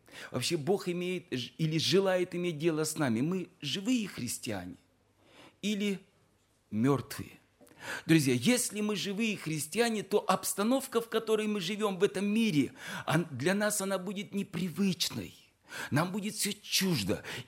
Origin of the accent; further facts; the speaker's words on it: Siberia, Russia; Мы сибиряки, но все равно на севере мороз еще сильнее.